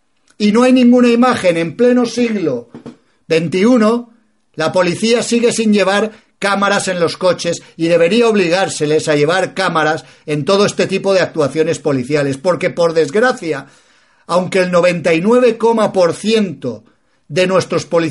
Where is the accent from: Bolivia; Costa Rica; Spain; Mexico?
Spain